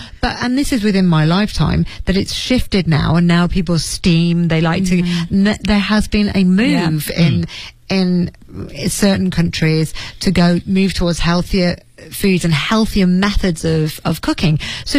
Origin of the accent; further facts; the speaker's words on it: Leeds, Yorkshire and the Humber, United Kingdom; If you went to my hometown down in Leeds and you looked for a particular Chinese dish